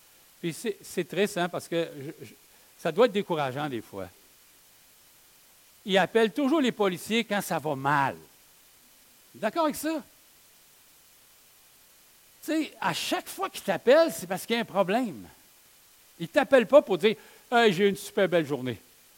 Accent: Quebec, Canada; Est-ce que c'est facile pour nous, en tant que Québécois, d'être soumis au gouvernement?

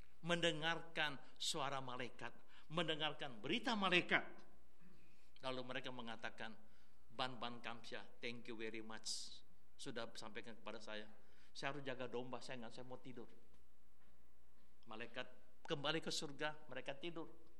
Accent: Makassar, South Sulawesi, Indonesia; Nah, saya ini asal Makassar.

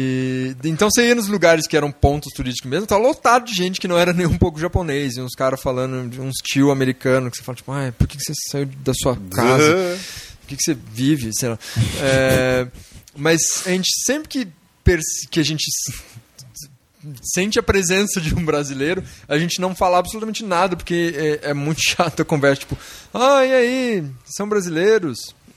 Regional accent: Brazil; Tipo, nossa, eu sou do Brasil, que engraçado que você tem.

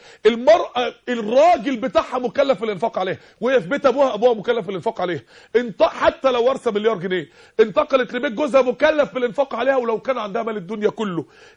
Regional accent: Egypt; عندنا في مصر 16 مليون عانس ومطلقه

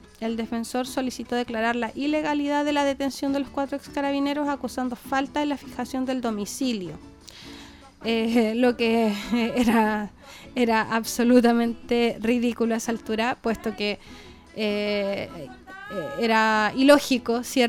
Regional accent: Chile; Cómo hoy día como chilenos nosotros respetamos a aquellas personas

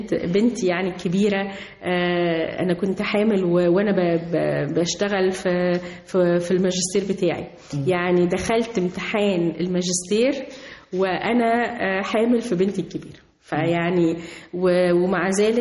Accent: Egypt; moved away as an adult; لأن أنا مصرية قوي وبحب بلدي قوي قوي

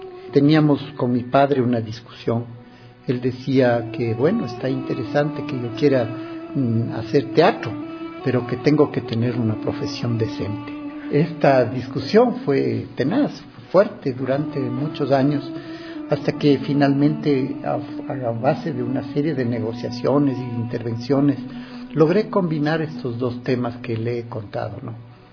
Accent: Ecuador; also born or lived in Chile; Nací en Chile, ya que mi mamá era chilena y mi papá ecuatoriano. Pero desde esa época acá, mi vida ha transcurrido en el Ecuador y tengo nacionalidad ecuatoriana.

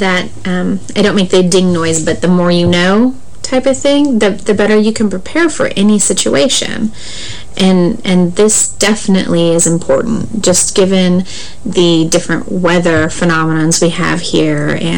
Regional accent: Montana, United States; I grew up in Montana, so ice and snow and cold weather wasn't an uncommon occurrence for me. And when we moved to this area

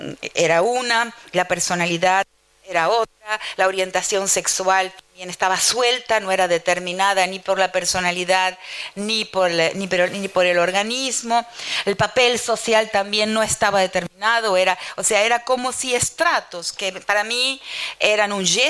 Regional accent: Argentina; moved away as an adult; Yo salí de la Argentina hace muchísimo tiempo, en 1975, cuando tenía 23 años, y en ese momento salí como etnomusicóloga

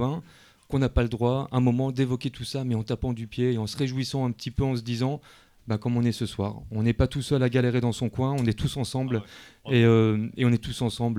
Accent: Mulhouse, Grand Est, France; Mulhouse. Je suis de Mulhouse.

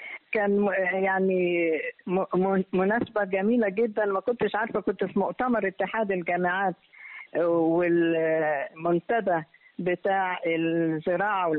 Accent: Egypt; أيوة أنا أول مصرية وأول سيدة تحصل على هذا اللقب.

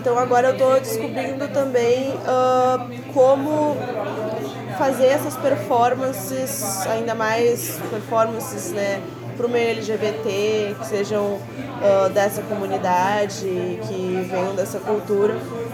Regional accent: Porto Alegre, Rio Grande do Sul, Brazil; Eu morava antes mais perto da Zona Norte, ali pelo Jardim Botânico. Mas isso foi bem no início da minha infância, então não lembro muito dali. Depois eu fui pro Moinhos de Vento. E depois agora eu vim morar sozinha mesmo na Cidade Baixa

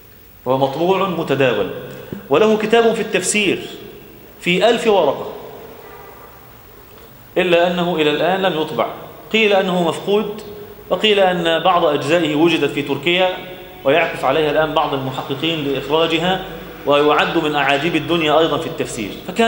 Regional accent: Egypt; إحنا بقى كمصريين

